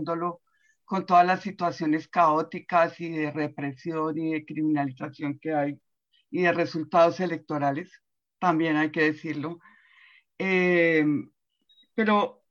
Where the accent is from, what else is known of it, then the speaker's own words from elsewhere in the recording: Colombia; moved away; yo soy de Colombia y llevo 20 años viviendo aquí